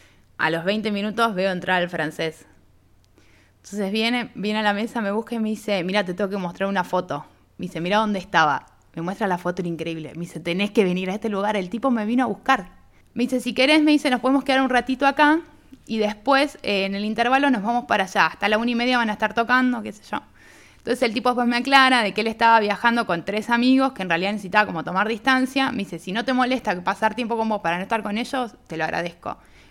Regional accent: Argentina; No, le digo, soy de Argentina

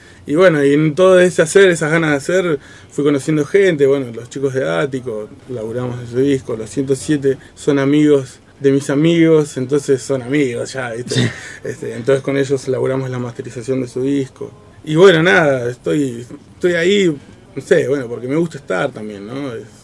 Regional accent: Comodoro Rivadavia, Chubut, Argentina; moved away as an adult; now in La Plata, Argentina; Yo de Comodoro Rivadavia, provincia del Chubut

